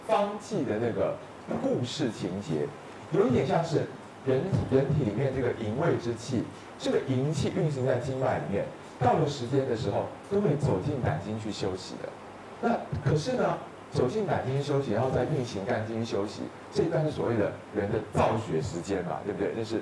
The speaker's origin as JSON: {"language": "Chinese", "country": "Taiwan", "said": "所以我作为一个台湾人，我很喜欢把失眠的责任推卸给零的干扰"}